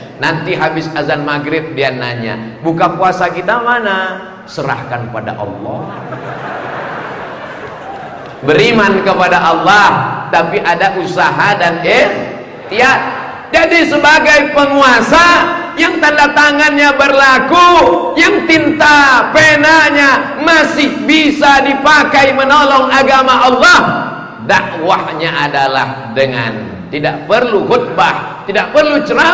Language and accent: Indonesian; Riau, Indonesia; Padahal saya dari Riau